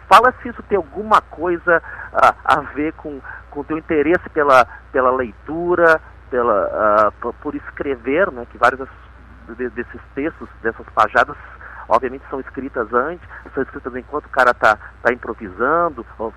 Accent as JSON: {"language": "Portuguese", "town": "Teresina", "region": "Piauí", "country": "Brazil", "lives_now": "Porto Alegre, Brazil", "said": "eu, apesar do meu sotaque, eu ter passado a maior parte da minha vida aqui em Porto Alegre, eu sou do Teresina, no Piauí."}